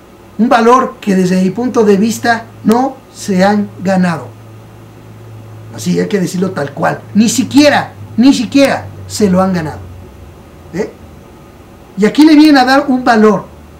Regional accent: Mexico; Lo único que yo sé y lo que siento como mexicano

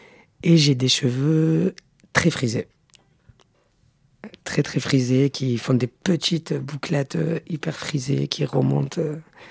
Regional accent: Marseille, Provence-Alpes-Côte d'Azur, France; Je sais pas trop quoi te dire dans ma présentation. Ben, je suis une Marseillaise, je suis butch, je suis footeuse, et voilà quoi. Ben, moi je suis une personne blanche

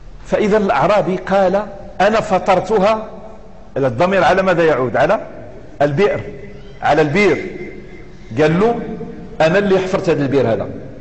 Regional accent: Morocco; accent: Moroccan; وفي الدارجة المغربية توجد أشياء كثيرة فصيحة صريحة بزاف ماشي قليلة، إنما عاميتنا شوية مهضرمة وشوية مخضرمة

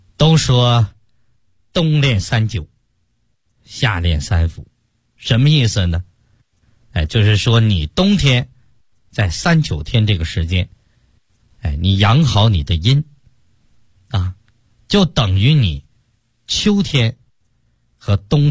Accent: China; 对我们中国人来讲有什么样的重要意义呢？

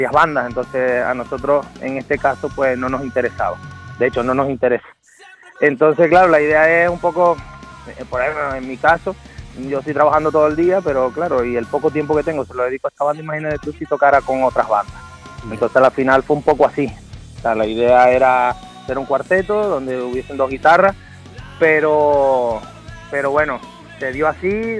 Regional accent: Venezuela; Pues me crié en Venezuela y estuvimos ahí con un montón de bandas y tal, y aquí también.

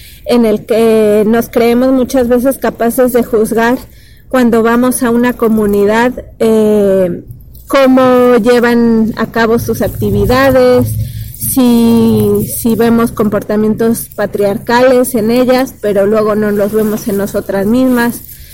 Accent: Mexico City, Mexico; vengo de México, y concretamente más de la Ciudad de México.

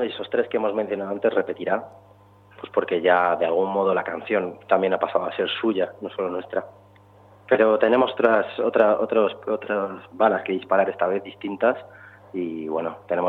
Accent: Cantabria, Spain; desde Barcelona, desde Cantabria, mi tierra

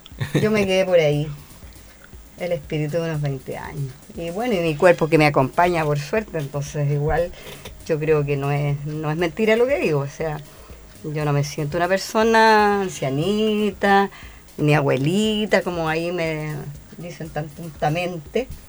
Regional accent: La Estrella, O'Higgins, Chile; ahí nacimos los 8 hermanos en La Estrella, mi tierra natal, vuelvo a reiterar.

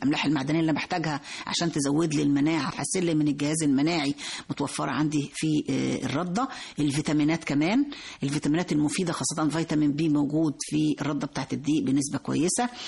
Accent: Egypt; طبعا احنا معظمنا كمصريين بنفضل قوي الرغيف الأبيض

